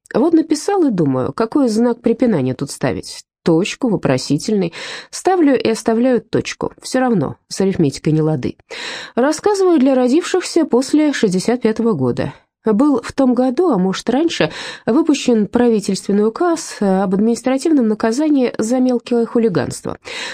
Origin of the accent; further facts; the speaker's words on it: Ural, Russia; У меня не было комплекса на церемонии вручения премии в Москве, что я с Урала